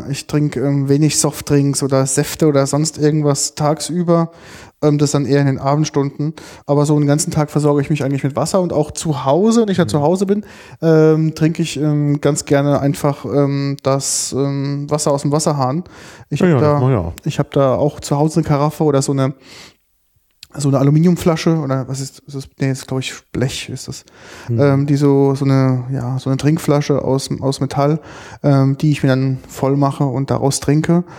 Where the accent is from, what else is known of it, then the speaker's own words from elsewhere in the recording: Rhineland-Palatinate, Germany; Und habe natürlich als Pfälzer ein Doppelglas bei mir auf der Arbeit.